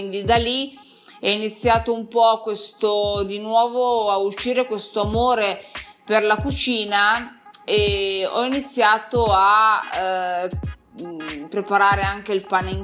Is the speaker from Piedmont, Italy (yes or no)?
yes; Piedmont, Italy; io sono nata da generazioni, comunque provengo dal Piemonte, da un piccolo paesino di alta montagna nell'Alto Piemonte, da una famiglia normalissima